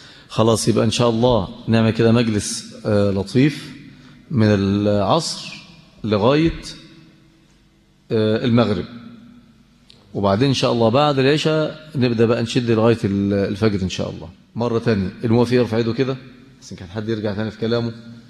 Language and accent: Arabic; Mansoura, Dakahlia, Egypt; عشان احنا عندنا في المنصوره ونواحي بتاعتنا ديت عندنا نظام تاني